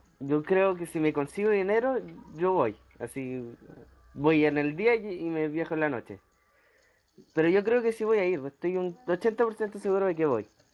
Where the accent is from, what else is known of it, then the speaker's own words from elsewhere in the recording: Concepción, Biobío, Chile; De Conce.